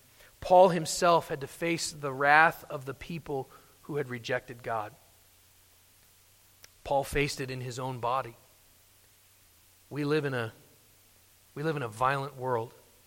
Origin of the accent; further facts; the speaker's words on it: United States; Of course, I'm saying those things as an American.